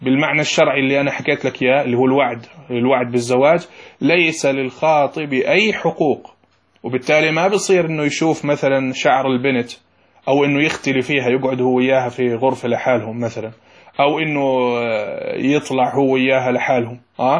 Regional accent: Jordan; إحنا في أعرافنا يا شباب عندنا في الأردن

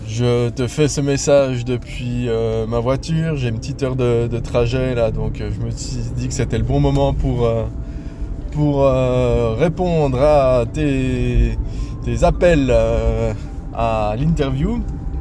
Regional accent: Switzerland; je suis suisse, j'habite du côté de Lausanne

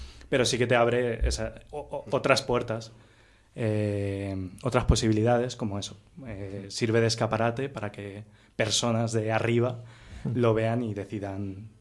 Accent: Castile and León, Spain; Ah, también soy del Bierzo.

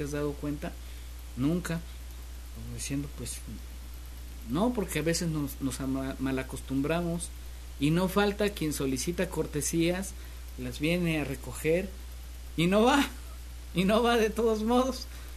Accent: Xalapa, Veracruz, Mexico; Quienes somos nativos de Jalapa recordamos por allí la terminal de autobuses

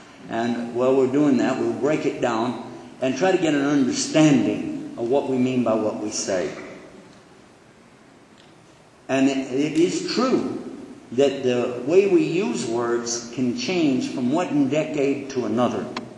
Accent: Texas, United States

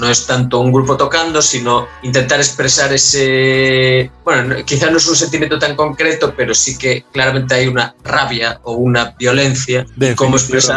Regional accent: Galicia, Spain; Nosotros somos de Galicia, no estamos situados en las capitales, digamos, de ni siquiera de nuestras provincias, quiero decir, estamos un poquito en los márgenes dentro de España.

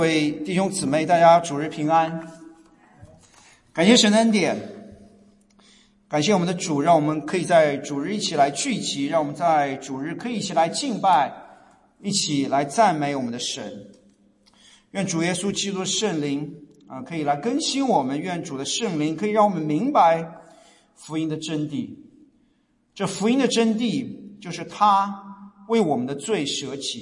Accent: China; moved away; 特别是我们这些从大陆过来，从中国，从亚洲移民过来的，在国内受到的教育，从小受到教育

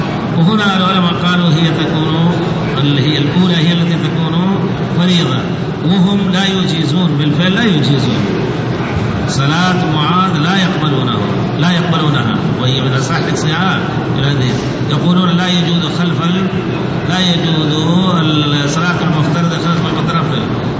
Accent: India; Arabic is a second language; أنا متخصص في المذهب الحنفي فخلوني أقول وأنا هندي

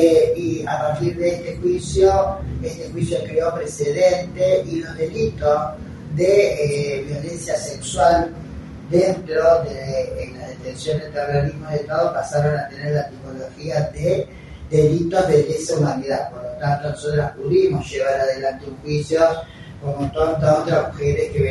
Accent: Rosario, Santa Fe, Argentina; now in Córdoba, Argentina; mujeres trans y travestis que somos sobrevivientes del terrorismo de Estado. Soy rosarina, pero hace 40 años que vivo en Córdoba.

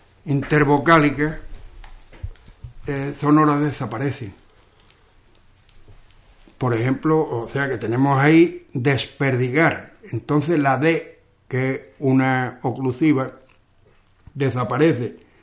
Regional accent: Ubrique, Andalusia, Spain; ya saben que somos de Ubrique por la entonación, por el tonillo que tenemos al hablar. Este tonillo, al parecer, pues es propio, bueno, solamente se da aquí en Ubrique, dentro de toda la Andalucía occidental.

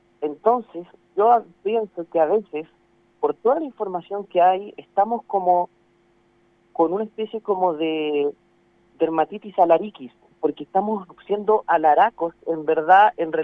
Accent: Chile; yo creo que es la actitud mínima que tenemos que tener como chilenos, en verdad

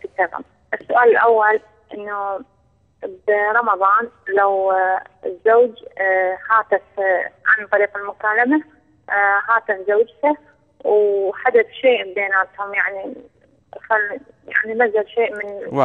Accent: Iraq; الأضحية يعني عندنا بالعراق يشترون مبلغ

